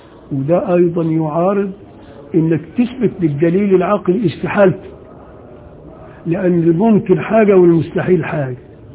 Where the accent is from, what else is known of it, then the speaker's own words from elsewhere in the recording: Upper Egypt, Egypt; عشان أنا ساعات يعني بقى أنا راجل صعيدي وبغير على اللي هنا